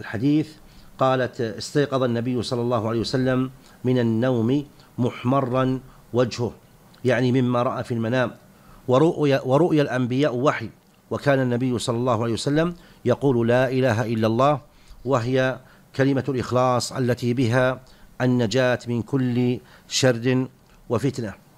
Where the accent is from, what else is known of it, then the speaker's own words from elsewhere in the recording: Saudi Arabia; نحن بحمد الله في هذه البلاد، بلادنا المملكة العربية السعودية